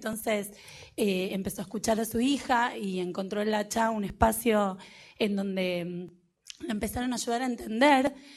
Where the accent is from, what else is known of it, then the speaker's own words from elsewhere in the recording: Buenos Aires, Argentina; yo soy de Buenos Aires